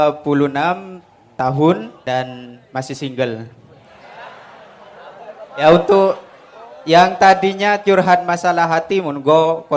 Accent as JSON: {"language": "Indonesian", "town": "Bangkalan", "region": "East Java", "country": "Indonesia", "said": "Asal saya dari Kelbung 10 Bangkalan."}